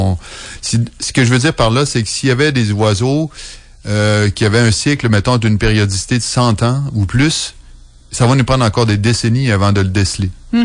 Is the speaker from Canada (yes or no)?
yes; Quebec, Canada; moved away as an adult; j'ai quitté l'Amérique du Nord pour mes études au début des années 90. Et puis avant d'avoir quitté, il y en avait encore beaucoup. Mon retour au Québec...